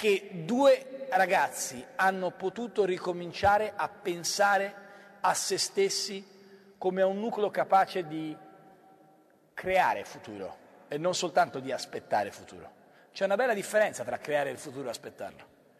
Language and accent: Italian; Florence, Tuscany, Italy; born there; io sono nato a Firenze, ma sono considerato del contado, avendo orgogliose radici rignanesi.